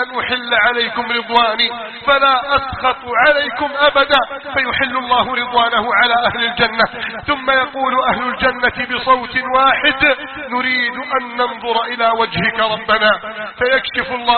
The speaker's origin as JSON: {"language": "Arabic", "country": "Egypt", "said": "احفظ بلدنا مصر من كيد الكائدين وحقد الحاقدين وتربص الظالمين"}